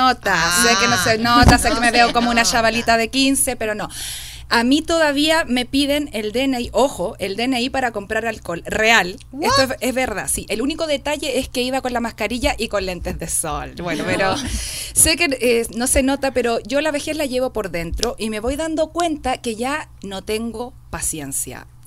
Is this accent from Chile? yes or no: yes; Chile; de nuevo me habían confundido con una argentina, de nuevo, weón, soy chilena, loco